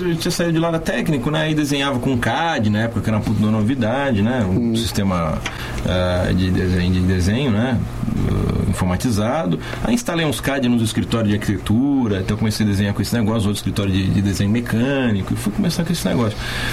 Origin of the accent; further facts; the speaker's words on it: Santo André, São Paulo, Brazil; moved away as an adult; also born or lived in Catanduva / Itápolis / Rio Preto; now in São Carlos, Brazil; Então, 17. Efetivamente eu saí de Santo André com 19.